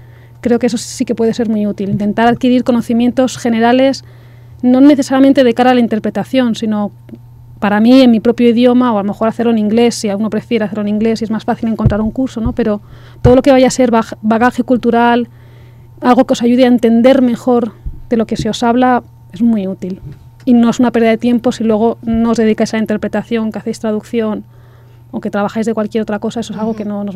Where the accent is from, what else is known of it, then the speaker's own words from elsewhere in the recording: Valencian Community, Spain; italiano y valenciano, / catalán, uh-huh, porque el nombre oficial es catalán a pesar de que bueno, yo soy valenciana. Y ahora estoy estudiando el croata.